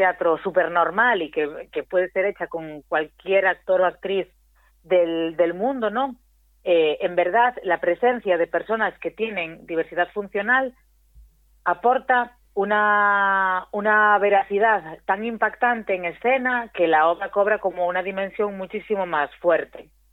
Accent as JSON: {"language": "Spanish", "town": "Rianxo", "region": "Galicia", "country": "Spain", "tie": "born or raised there", "said": "Y después en mi pueblo, en Rianxo, yo hice una obra también"}